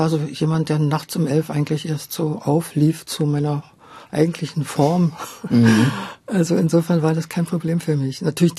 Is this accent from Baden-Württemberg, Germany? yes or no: no; Meissen, Saxony, Germany; wenn du da aufgewachsen bist in Meißen, hast du natürlich Sächsisch gesprochen